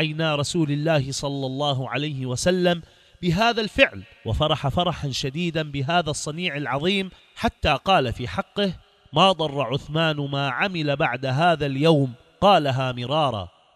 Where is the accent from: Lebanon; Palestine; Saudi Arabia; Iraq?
Iraq; على ديننا وعلى بلدنا العراق جمجمة العرب